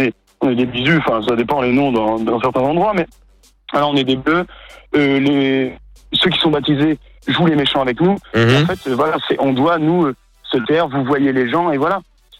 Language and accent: French; France; now in Liège, Belgium; Moi je suis français, je suis étudiant à Liège.